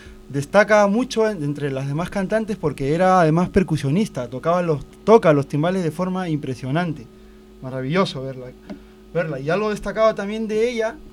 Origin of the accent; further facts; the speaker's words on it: Peru; Eso soy de Perú.